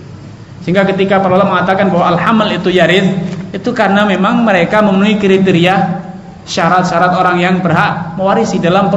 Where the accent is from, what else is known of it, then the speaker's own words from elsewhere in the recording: Java, Indonesia; born there; kenapa saya dilahirkan di sini, di Jawa ya, sehingga saya kejawen-jawenan gini.